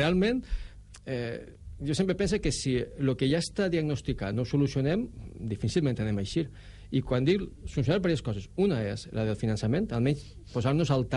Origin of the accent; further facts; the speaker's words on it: Valencian Community, Spain; jo soc de la Ribera i allí al Gemesí estan les muixerangues, no?